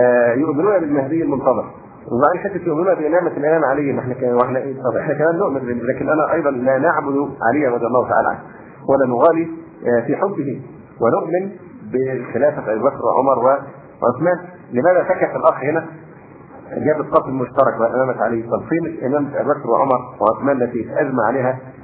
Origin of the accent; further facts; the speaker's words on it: Egypt; فموضوع أن المصريين هم مش بيعزونا عشان إحنا مصريين